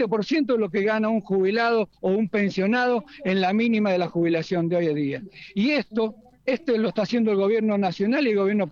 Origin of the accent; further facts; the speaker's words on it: Mendoza, Argentina; Sí, como mendocino me siento realmente muy dolido